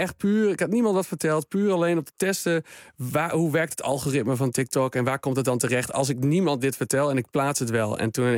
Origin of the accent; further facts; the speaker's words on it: Midwolda, Groningen, Netherlands; wat ik om me heen heb gezien altijd, waar ik ben opgegroeid in Midwolda.